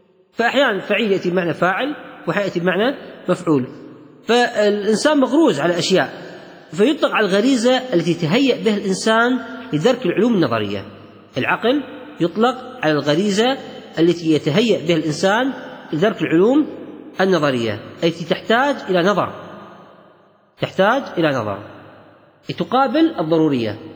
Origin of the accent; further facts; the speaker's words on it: Kuwait; وهذا إطلاق موجود عند الكويتيين في لهجتنا العامية.